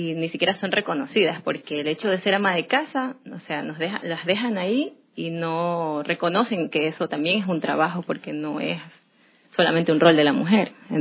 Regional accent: Durán, Guayas, Ecuador; yo soy de Durán. Me he criado ahí toda mi vida. Nací en Guayaquil porque no habían maternidades ahí. Me tocó que mi madre me venga a dar a luz en la ciudad de Guayaquil, pero soy durandeña.

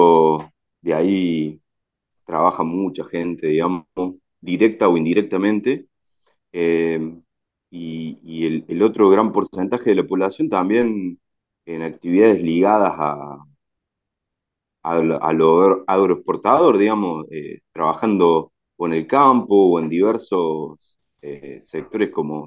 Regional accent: Córdoba, Argentina; born there; yo nací en octubre del año 91, en un pueblito del interior de la provincia de Córdoba que se llama Tío Pugio, sobre la Ruta 9, Eso ha marcado de alguna manera ese carácter más bien provinciano en mi forma de ser.

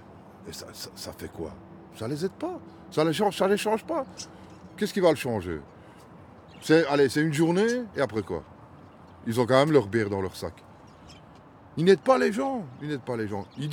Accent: Belgium; born there; Moi, je suis parce que je suis né en Belgique.

